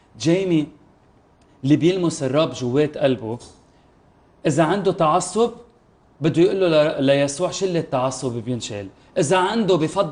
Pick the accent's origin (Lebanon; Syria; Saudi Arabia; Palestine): Syria; أنا سوري رح أطلع صرخ وقول يسوع المسيح هو الطريق وهو المحبة وهو العشق